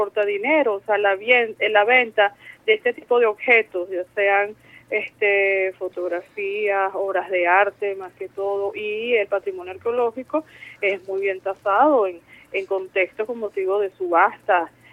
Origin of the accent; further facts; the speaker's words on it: Venezuela; si nosotros como venezolanos y venezolanos no estamos claros